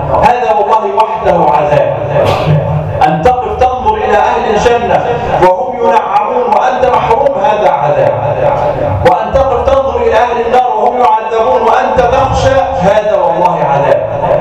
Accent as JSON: {"language": "Arabic", "country": "Egypt", "said": "اللهم اجعل بلدنا مصر آمنة مطمئنة"}